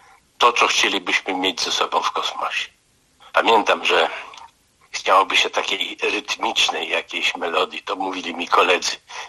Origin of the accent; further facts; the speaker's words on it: Wrocław, Lower Silesian Voivodeship, Poland; Ja jestem z Wrocławia. Ja muszę mieć coś wrocławskiego.